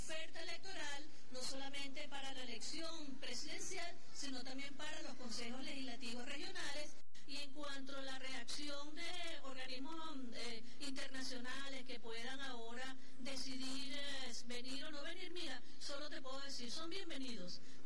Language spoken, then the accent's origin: Spanish; Venezuela; lo que somos nosotros los venezolanos, un pueblo digno y soberano